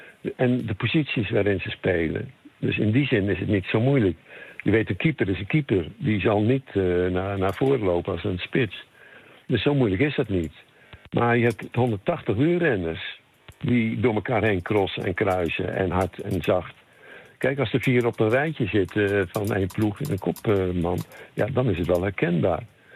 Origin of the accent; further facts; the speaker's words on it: Netherlands; Dus daardoor denk ik dat we als Nederlander